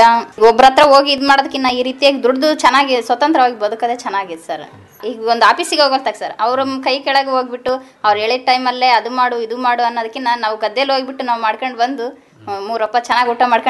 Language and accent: Kannada; Hosamalapanagudi, Karnataka, India; ನಮ್ಮ ಸ್ವಂತ ಊರು ಇದೆ ಸರ್, ಹೊಸಮಲಪನಗುಡಿ.